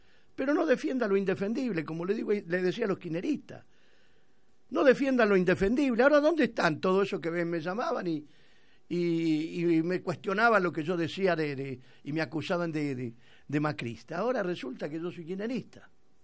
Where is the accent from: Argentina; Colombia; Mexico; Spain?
Argentina; soy argentino, que quiere a su patria